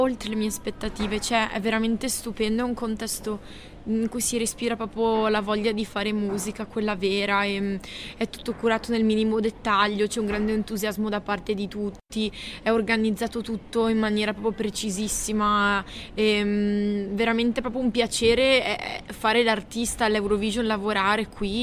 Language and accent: Italian; Bassano del Grappa, Veneto, Italy; Bassano, che è la mia città natale, Bassano del Grappa